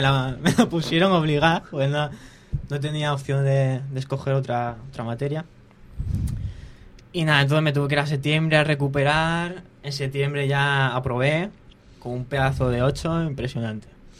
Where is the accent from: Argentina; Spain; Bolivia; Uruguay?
Spain; Alicante, Valencian Community; Pues yo vengo de Virgen del Remedio, de toda la vida del barrio. Y nada, pues tengo 19 años para 20.